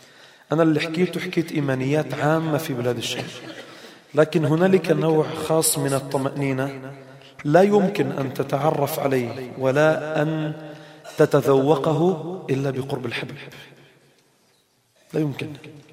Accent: Palestine; وانا فلسطيني،

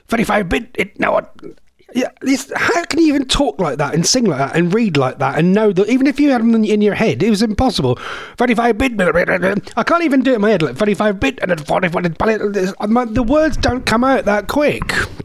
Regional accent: East of England, United Kingdom; accent: Norfolk; And with my stupid Norfolk accent, it sounds 10 times worse as well.

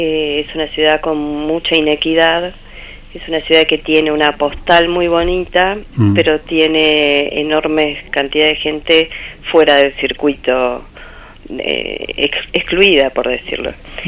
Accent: Entre Ríos, Argentina; also born or lived in Buenos Aires; Me crié de chiquita en un pueblo en Entre Ríos. Y bueno, pero estudié en la ciudad de Buenos Aires.

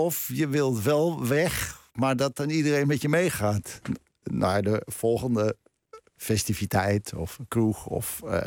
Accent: Krommenie, North Holland, Netherlands; Ik bedoel, ik heb daar van mijn 10e tot mijn 20e gewoond in Cromony.

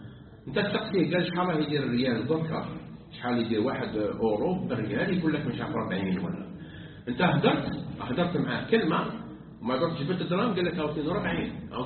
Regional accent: Algeria; بينما احنا عندنا في الجزائر مجلس اللي يفتي للبنوك الاسلاميه

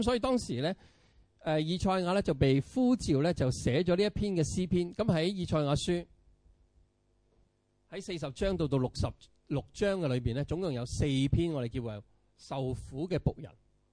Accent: Hong Kong; 你第一個否認嘅，我唔係中國人嚟噶，係咪？咁你話我係香港人，係嘛？

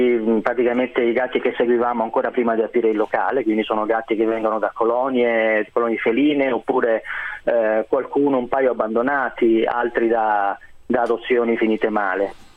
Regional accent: Veneto, Italy; Sono veneto.

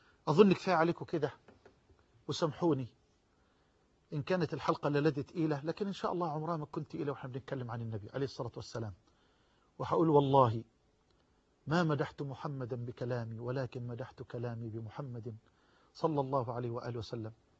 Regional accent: Egypt; واجعل بلدنا مصر واحة للأمن والأمان

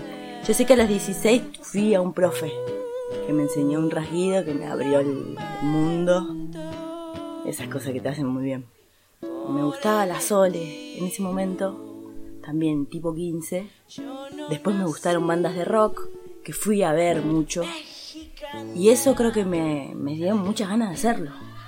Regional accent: Buenos Aires, Argentina; born there; now in Tras la Sierra, Argentina; soy música cantautora, nací en Buenos Aires, vivo en Tras la Sierra. De hace mucho que hago música. Voy a cumplir 40 años dentro de muy poco

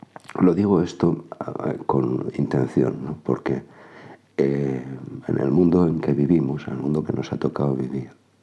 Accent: Zaragoza, Aragon, Spain; En mi tierra, aquí en Aragón, Zaragoza, en España

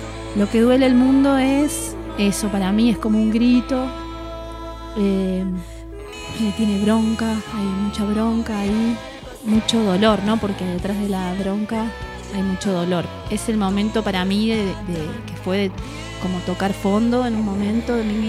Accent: Merlo, San Luis, Argentina; soy de Merlo, de San Luis, ahí nacida y criada.

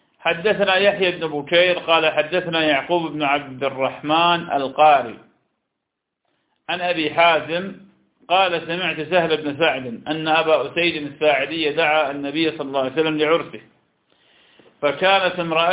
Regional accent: Iraq; accent: Iraqi; لكن أيضا يسمى نقوع بلهجتنا العراقية

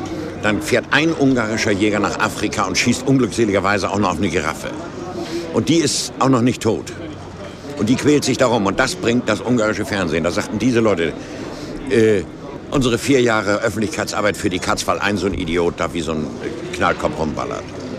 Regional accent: Germany; Aber wir sind Deutsche und die Germanen haben eine eigenartige Mentalität.

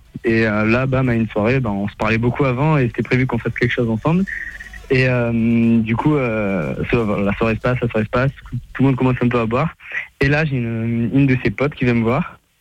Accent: Bordeaux, Nouvelle-Aquitaine, France; Je suis de Bordeaux, moi.

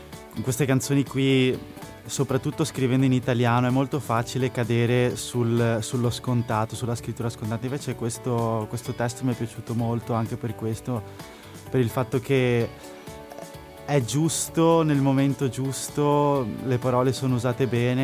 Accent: Padua, Veneto, Italy; Sì, io sono di Padova.

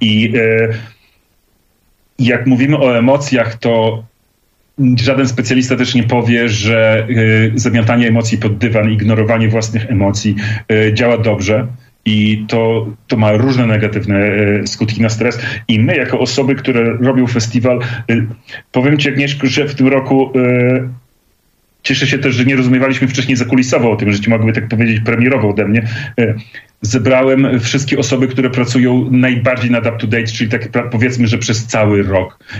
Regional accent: Podlaskie Voivodeship, Poland; jesteśmy ludkami spod Podlaskiej Puszczy albo nawet z Puszczy niektórzy

